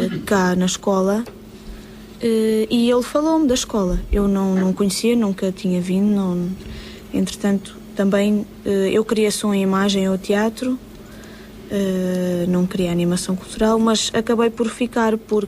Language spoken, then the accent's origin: Portuguese; Castanheira de Pera, Centro, Portugal; Eu sou de Castanheira de Pera, que é uma terra freguesia.